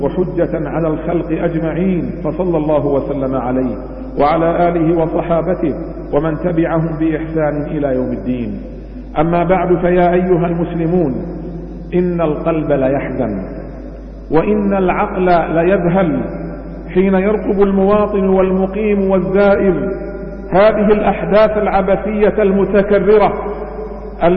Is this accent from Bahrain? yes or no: yes; Bahrain; حمى الله تعالى بلادنا البحرين